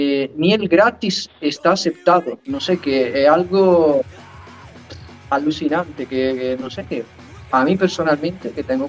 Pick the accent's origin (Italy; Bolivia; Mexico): Italy; now in Fuerteventura, Spain; nosotros somos extranjeros, somos italianos, pero llevamos muchísimos años.